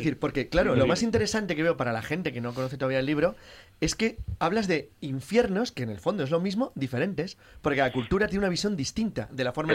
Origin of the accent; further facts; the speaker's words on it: Madrid, Community of Madrid, Spain; born there; Aunque soy nacido en Madrid, pero es que soy de sangre montañesa.